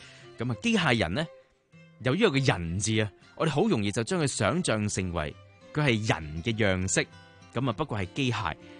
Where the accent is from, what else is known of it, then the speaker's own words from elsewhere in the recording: Hong Kong; 我哋香港人咧好幸福嘅，唔使搞咁多嘢啦